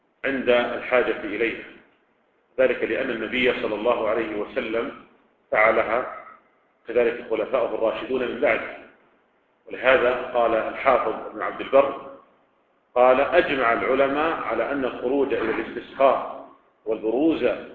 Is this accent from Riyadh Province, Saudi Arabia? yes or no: yes; Riyadh, Riyadh Province, Saudi Arabia; يعني مثلا لو كان عندنا في الرياض مثلا